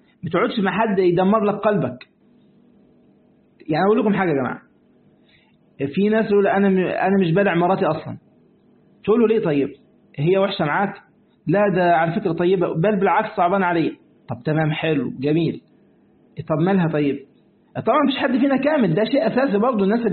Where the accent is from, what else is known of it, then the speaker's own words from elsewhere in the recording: Egypt; ده عندنا في مصر نقول كده